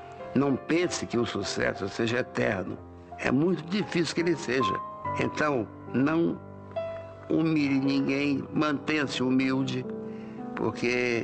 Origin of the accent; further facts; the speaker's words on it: Rio de Janeiro, Brazil; also born or lived in Fortaleza; E a minha infância no Rio de Janeiro, dos 9 aos 15, foi péssima.